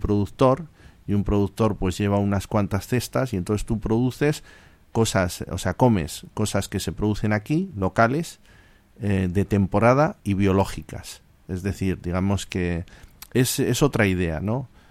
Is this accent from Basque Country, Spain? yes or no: yes; Bilbao, Basque Country, Spain; yo soy de Bilbao, y si se nos pincha la rueda, tiramos el coche.